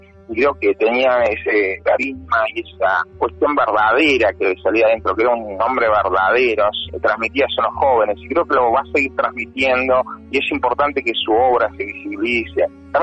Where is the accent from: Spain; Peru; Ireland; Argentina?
Argentina; General Roca, Río Negro; soy acá de la Patagonia, de Río Negro, nací en el Valle, en Alto Valle de Río Negro, en Fisque Menuco